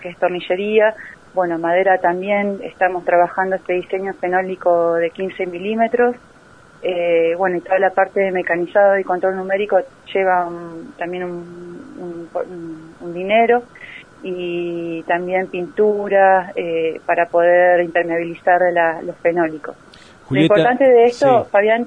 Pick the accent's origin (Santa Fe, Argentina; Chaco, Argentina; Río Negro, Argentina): Río Negro, Argentina; Bariloche; now in La Plata, Argentina; Sí, somos la mayoría de Bariloche.